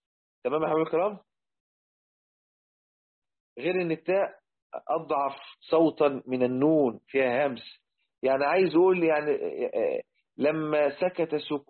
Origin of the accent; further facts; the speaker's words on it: Egypt; وإحنا عندنا في مصر زمان لما كنا بنعمل السقف بالخشب